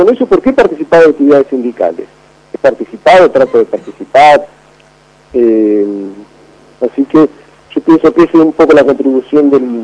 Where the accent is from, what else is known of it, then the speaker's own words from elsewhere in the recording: Argentina; Yo estaba haciendo la tesis de doctorado acá en Río de Janeiro, yo soy argentino